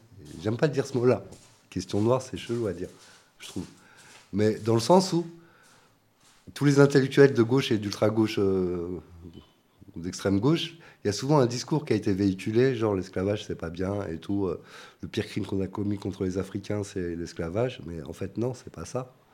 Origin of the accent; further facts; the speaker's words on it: Algeria; même en tant qu'Algérien, je sais pas, l'Algérie, c'est une fabrication française.